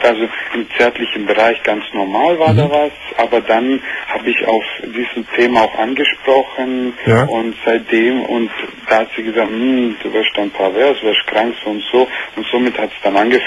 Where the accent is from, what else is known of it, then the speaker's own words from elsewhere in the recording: Italy; Ja, ich bin Italiener und also halb halb.